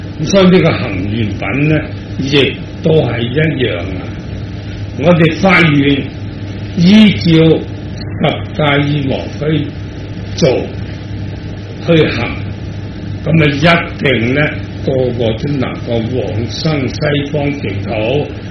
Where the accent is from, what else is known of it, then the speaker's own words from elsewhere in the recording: Hong Kong; 我哋香港人都知啦